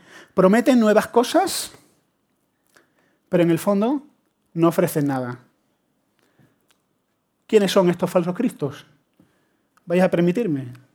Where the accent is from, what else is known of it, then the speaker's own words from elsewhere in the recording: Andalusia, Spain; Lo que siempre lo digo, todo el mundo piensa. Como soy andaluz, claro.